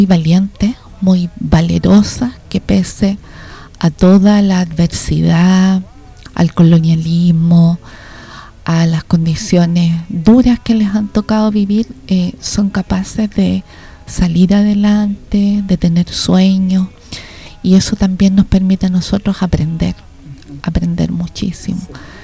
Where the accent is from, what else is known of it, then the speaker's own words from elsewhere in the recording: Chile; También como chilenos vivimos una diáspora producto de la dictadura